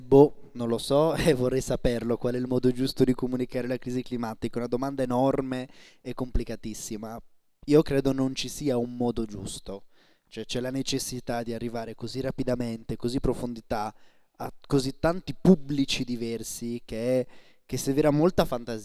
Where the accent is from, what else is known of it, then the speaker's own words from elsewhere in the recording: Sardinia, Italy; io sono sardo, studio a Bologna ma sono sardo